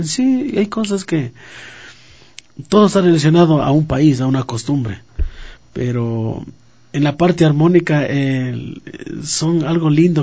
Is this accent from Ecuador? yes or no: yes; Ecuador; es un compromiso de nosotros como ecuatorianos, valorar lo que tenemos